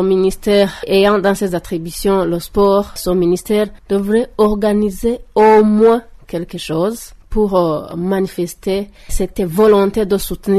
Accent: Burundi; cette journée n'est pas connue ici chez nous au Burundi.

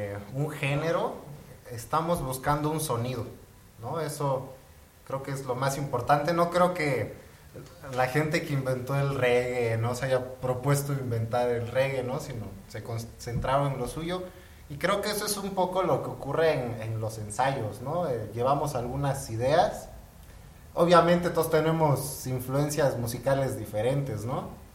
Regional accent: Juchitán, Oaxaca, Mexico; Yo soy de Juchitán, Oaxaca. Y entonces, pues yo crecí escuchando y tocando, ¿no? Música de flauta y tambor, que le llaman prehispánica.

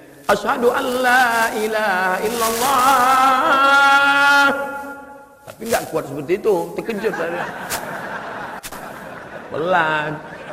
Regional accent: Sumatra, Indonesia; born there

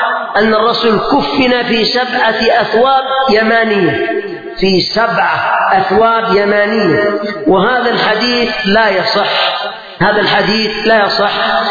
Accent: Yemen; لما نحن من اليمن

